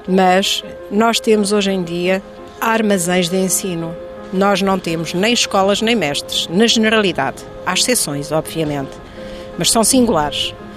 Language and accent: Portuguese; Santa Clara-a-Nova, Alentejo, Portugal; born there; Eu nasci na Santa Clara à Nova.